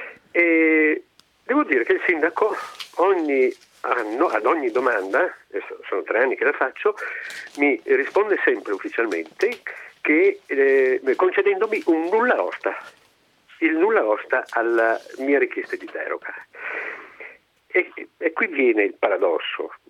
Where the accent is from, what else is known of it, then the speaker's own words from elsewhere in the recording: Castion, Veneto, Italy; mi rendevo conto che creava un disagio alla popolazione del mio paese. Il paese si chiama Castion e è a 3 chilometri circa dalla città di Belluno